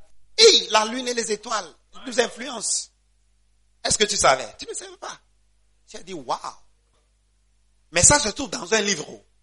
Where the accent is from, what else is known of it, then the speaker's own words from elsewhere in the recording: Gabon; ok, moi, je suis gabonais